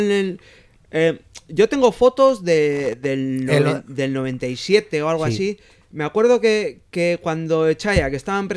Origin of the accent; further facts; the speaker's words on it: Bilbao, Basque Country, Spain; El Bullón. Yo soy de Uribarri, chaval.